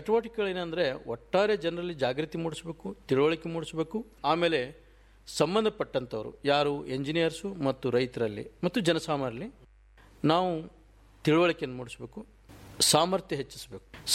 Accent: Karnataka, India; ಮೂಲತಃ ನಂದು ಕೂಡ ವಿಜಾಪುರ ಜಿಲ್ಲೆ, ಭೀಮಾ ನದಿ ತೀರದಲ್ಲಿ ನನ್ನ ಊರು. ನನಗೆ ಒಂದು ರೈತನ ಮಗನಾಗಿ

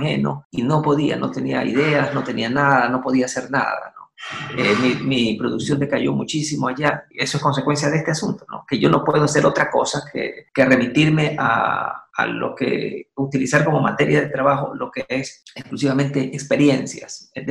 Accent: Guayaquil, Guayas, Ecuador; also born or lived in Spain; O sea, yo soy de Guayaquil, soy descendiente de guayaquileños y no puedo vivir en otro lado

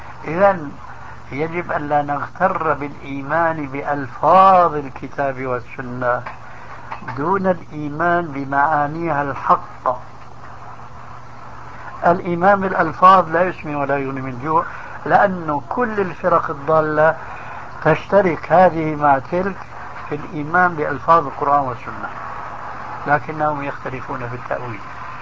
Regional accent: Syria; كانوا من كما يقولون عندنا في سوريا في الجماعة من عظم الرقبة

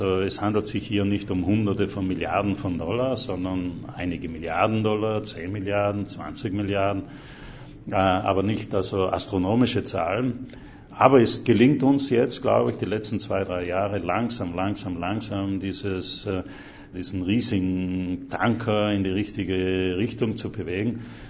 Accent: Trentino-Alto Adige, Italy; moved away as an adult; now in United States; bin Südtiroler, seit über 40 Jahren jetzt in den USA.

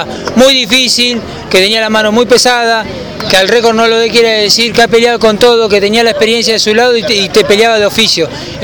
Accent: Saladillo, Buenos Aires Province, Argentina; por este recibimiento acá en mi ciudad natal, a la ciudad que tanto amo, mi Saladillo

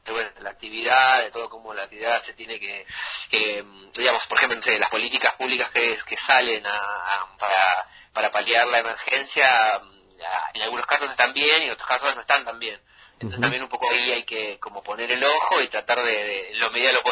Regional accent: Villa Bosch, Buenos Aires Province, Argentina; Yo soy de Villa Bor, soy del conurbano, siempre, el 3 de febrero

